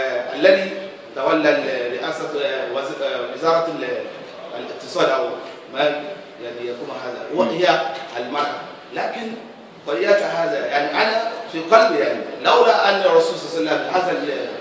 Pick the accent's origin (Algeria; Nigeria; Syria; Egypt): Nigeria; Arabic is a second language; فمثلا عندنا في نيجيريا الان اتصلوا في هذه القضيه